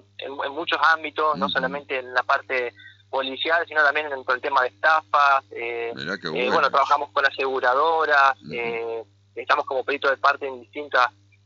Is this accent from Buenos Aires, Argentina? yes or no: no; Concordia, Entre Ríos, Argentina; hacerlo acá en Concordia, que es donde, bueno, yo soy acá de Concordia.